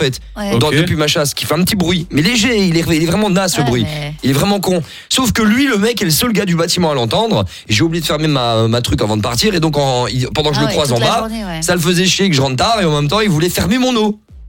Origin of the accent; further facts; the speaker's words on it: Belgium; born there; Mon père est d'origine sénégalaise et ma mère est belge. Je suis né en Belgique, mais je suis métissé.